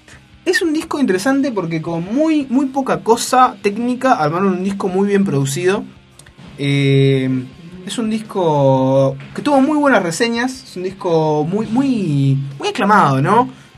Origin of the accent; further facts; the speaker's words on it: Uruguay; uno no puede entenderlo como uruguayo, no puede entender lo que hablan y las cosas que dicen